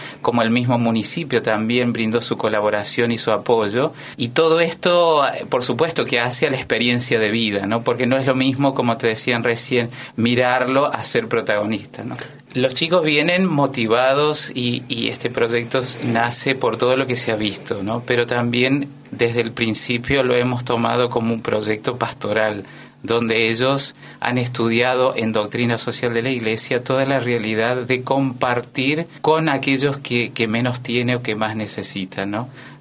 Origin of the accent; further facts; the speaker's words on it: Eugenio Bustos, Mendoza, Argentina; Venimos de la provincia de Mendoza, a 100 kilómetros de la capital está el departamento San Carlos, y que es la villa de cabecera del departamento donde reside el municipio y desde donde se gobierna todo el departamento. El pueblo en concreto se llama Eugenio Bustos